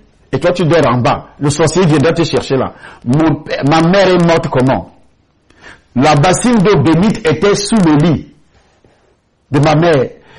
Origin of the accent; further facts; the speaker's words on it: Akonan, Centre, Cameroon; Parce que je suis d'Akonan, pour ceux qui connaissent le Cameroun.